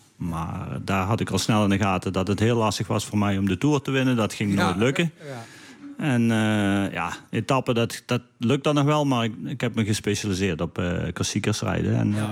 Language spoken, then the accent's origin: Dutch; Limburg, Netherlands; Als Nederlander de Amstel Gold Race winnen is al speciaal. Maar als Limburger maakt het nog specialer natuurlijk. En voor mij was mijn trainingsgebied.